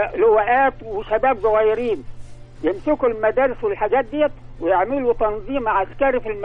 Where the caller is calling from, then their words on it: Alexandria, Alexandria Governorate, Egypt; نقيب امن بحري وحربي